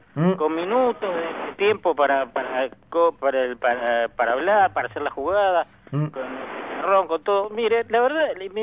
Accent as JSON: {"language": "Spanish", "country": "Uruguay", "said": "cada vez que yo vaya al exterior y diga soy uruguayo"}